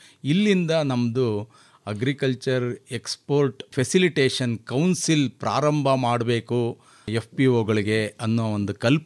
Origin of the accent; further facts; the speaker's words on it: Channakeshavapura, Karnataka, India; ನಾನು ತುಮಕೂರು ಜಿಲ್ಲೆ ಪಾವಗಡ ತಾಲೂಕು, ಚನ್ನಕೇಶವಪುರ ಅಂತ ನಮ್ಮ ಗ್ರಾಮ. ಸುಮಾರು ಬೆಂಗಳೂರಿಂದ 180-190 ಕಿಲೋಮೀಟರ್ ದೂರದಲ್ಲಿದೆ.